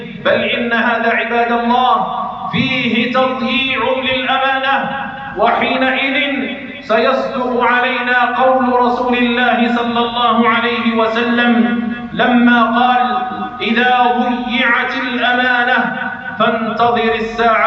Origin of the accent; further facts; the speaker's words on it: Algeria; وضد بلدنا الجزائر خصوصاً